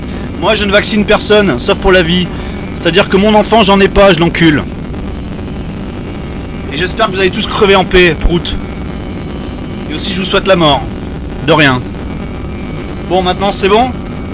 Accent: France; je suis en colère contre moi-même parce que je suis français

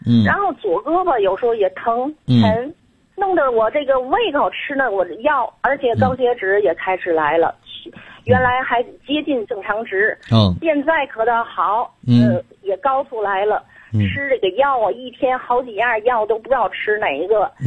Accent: Tianjin, China; 我还没介绍我自己，我是天津的。

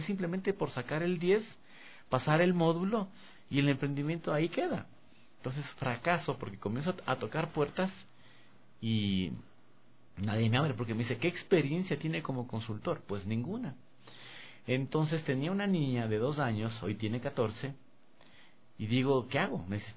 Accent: Ecuador; Y en mi país apenas 3. Y quizás sea porque soy un ecuatoriano y de pronto ven que el instructor es ecuatoriano.

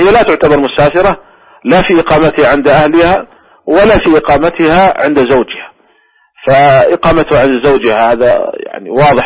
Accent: Saudi Arabia; مثلا عندنا في المملكة العربية السعودية أكثر من 8 ملايين

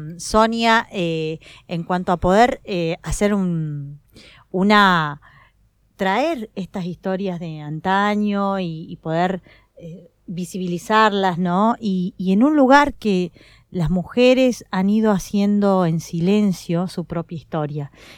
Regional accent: Jujuy, Argentina; now in Córdoba, Argentina; Yo acá en Córdoba probé por primera vez baña cauda. Soy jujeña, así que mis sabores eran otros.

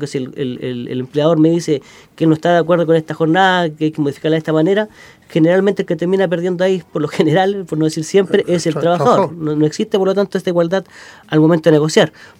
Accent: Chile; Y que esperemos, como todo chileno, que salga de la mejor manera.

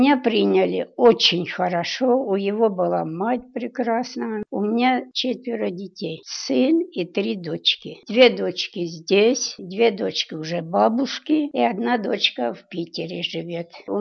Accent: Rosokhovatka, Kyiv Oblast, Ukraine; moved away; Я родилась в Киевской области, в село Росоховатка. Жила я там, в общем, до 41-го года.

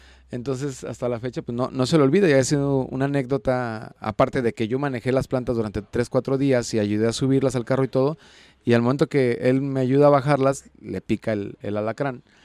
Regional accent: Juanacatlán, Jalisco, Mexico; Y no nomás en Juanacatlán, en mi pueblo, sino en varios pueblos me tocó ver esta decoración

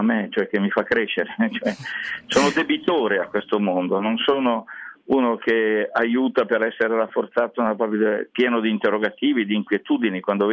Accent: Milan, Lombardy, Italy; Io sono partito dalla periferia di Milano, la Bovisa, ai tempi, che era proprio periferia, e ho sempre vissuto dentro le periferie

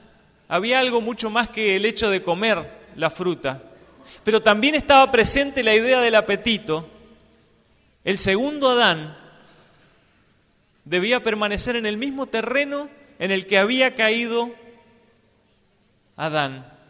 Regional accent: Mendoza, Argentina; yo soy de Mendoza y me gusta escalar.

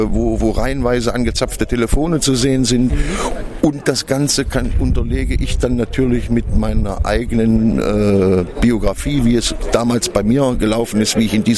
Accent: East Germany, Germany; da ich ja selber ein alter Ossi bin, das heißt, ich bin ein gebürtiger DDR-Bürger und selber ein Unrechtsregime gelebt habe viele Jahre, dort inhaftiert gewesen bin

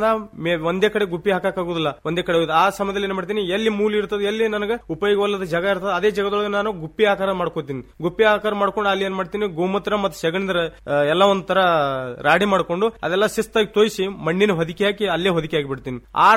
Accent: Inchageri, Karnataka, India; ನಮ್ಮೂರು ಇಂಚಗೇರಿ.

